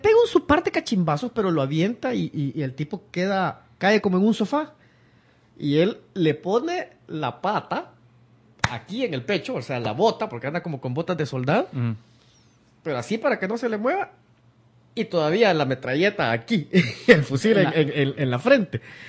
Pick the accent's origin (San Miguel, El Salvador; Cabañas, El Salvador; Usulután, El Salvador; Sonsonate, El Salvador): Sonsonate, El Salvador; Acajutla; mi infancia, yo la viví en Acajutla, que es una ciudad fuera de San Salvador, olvidada por el mundo